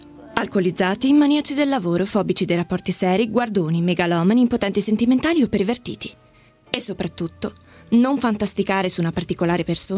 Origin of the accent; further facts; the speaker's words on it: Genoa, Liguria, Italy; Vengo da Genova